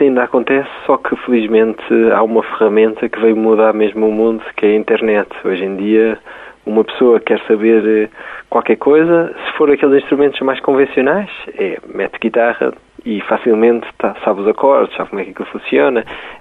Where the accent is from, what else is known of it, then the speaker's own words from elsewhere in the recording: Portugal; Se nós vamos a um sítio e somos de Portugal